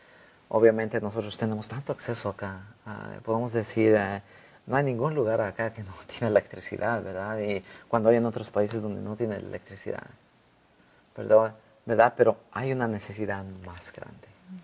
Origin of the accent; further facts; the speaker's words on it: Bolivia; now in United States; Yo soy de Bolivia